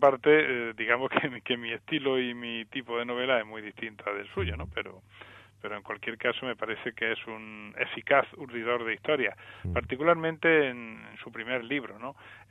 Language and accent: Spanish; Andalusia, Spain; born there; en la zona donde yo nací, en el Alto Guadalquivir